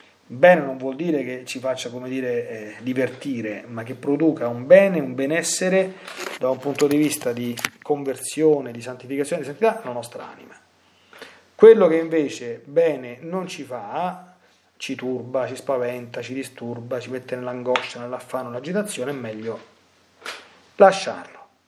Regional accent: Lazio, Italy; qui è successo dalle mie parti un pochino di anni fa, e con il fenomeno qui da queste parti nel sud del Lazio

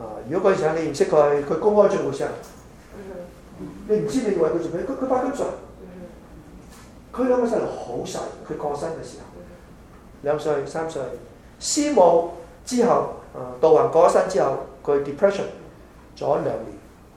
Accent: China; 特别我哋中国人中意报喜不报忧。

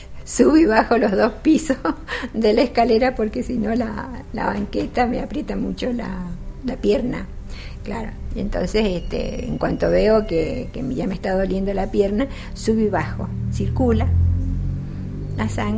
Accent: Spain; Como buenos españoles, al llegar a Sagunto no encontrábamos dónde estaba el salón y qué era.

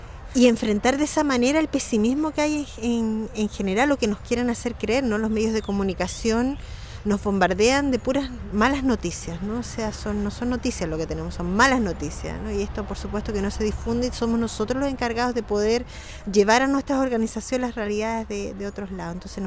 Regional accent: Santiago, Santiago Metropolitan Region, Chile; vengo de Santiago, de la comuna de Peñalolén

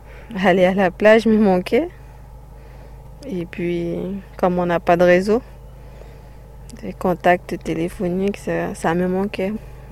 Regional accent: French Guiana; first language Wayana; French is a second language; Et puis notre langue maternelle, c'est le Wayana. Mais après, ça a changé beaucoup depuis parce que on mélange beaucoup en fait. On met du créole, on met du français, on met un peu du taki-taki au fond.

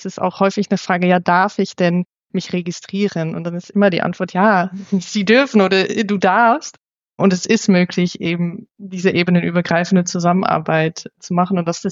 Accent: Netherlands; now in Germany; Also ich komme ja aus den Niederlanden und da wird grundsätzlich auch im Arbeitsumfeld eigentlich immer geduzt.

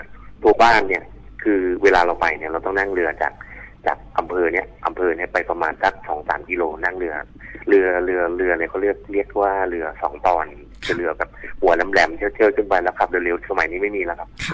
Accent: Nakhon Pathom, Thailand; ตอนนี้ผมอายุ46ละผมเกิดในยุค70ครับก็พอดีผมเป็นคนที่พื้นเพเป็นคนที่จังหวัดนครปฐมนะครับเกิดในเมือง

